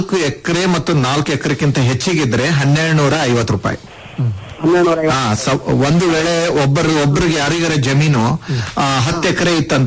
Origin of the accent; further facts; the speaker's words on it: Kalaburagi, Karnataka, India; ತಾವು ಕಲಬುರಗಿ ಜಿಲ್ಲೆ ಜವರಿಗಿ ತಾಲೂಕು ಅಂತ ಹೇಳ್ತಾ ಇದ್ರಿ, ಬಹಳ ಸಂತೋಷ. ನಾನು ಅದೇ ಜಿಲ್ಲೆದವನು.